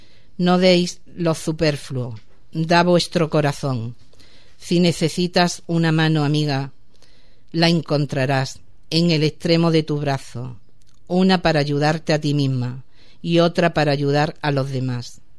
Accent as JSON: {"language": "Spanish", "town": "Ubrique", "region": "Andalusia", "country": "Spain", "tie": "born or raised there", "said": "en este pueblo tan maravilloso, mi pueblo Ubrique"}